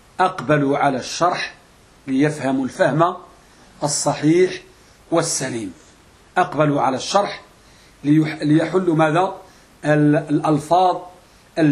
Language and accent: Arabic; Morocco; وهذه مسألة موجودة عندنا بالمغرب تسمى المراجعة والمطالعة.